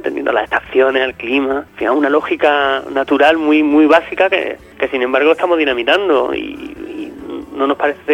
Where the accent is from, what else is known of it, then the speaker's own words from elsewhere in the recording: Granada, Andalusia, Spain; No somos de Nashville, ¿no? Por mucho que nos guste la música de Nashville, somos de Granada.